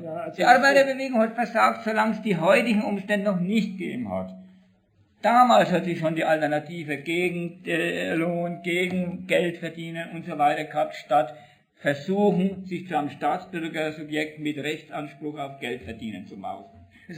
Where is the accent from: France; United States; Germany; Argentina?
Germany; Bavaria; ich komme aus Michlar. Was hat denn das mit meinen Argumenten zu tun?